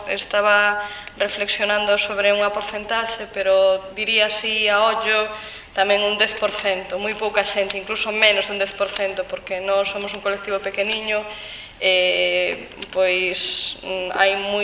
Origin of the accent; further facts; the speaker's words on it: Galicia, Spain; son esquizofrenias que existen aquí entre nós galegos na nosa terra